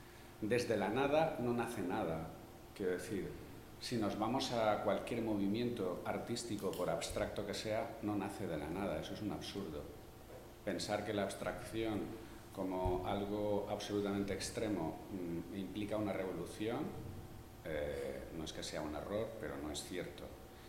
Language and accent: Spanish; Llíria, Valencian Community, Spain; yo soy de Llíria y entonces no puedo evitarlo